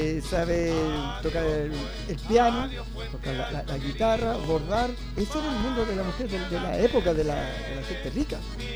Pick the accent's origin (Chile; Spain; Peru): Chile; Puente Alto, Santiago Metropolitan Region; nosotros estamos en Puente Alto, pongamos que me releguen a mí. Yo soy de Puente Alto